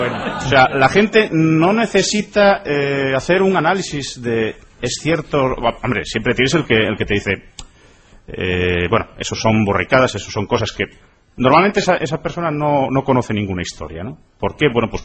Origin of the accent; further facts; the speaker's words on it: Salas, Asturias, Spain; En el concello de Salas, de donde soy, hay unas explotaciones de minería romana aurífera